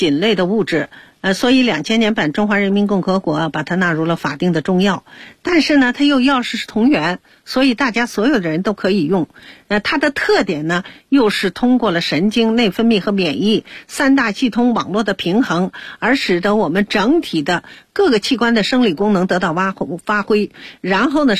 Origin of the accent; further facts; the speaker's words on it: China; 因为我们中国人呢是大家子不是分残制